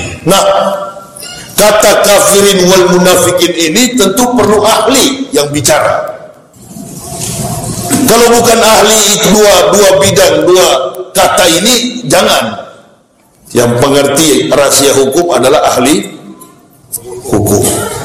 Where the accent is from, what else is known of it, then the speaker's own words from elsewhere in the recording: Manado, North Sulawesi, Indonesia; Saya ini orang Manado, lahir dan besar di Manado, sekolah di Manado, Manado asli. Enggak ada campuran. Nenek moyang opa-oma saya asli Manado.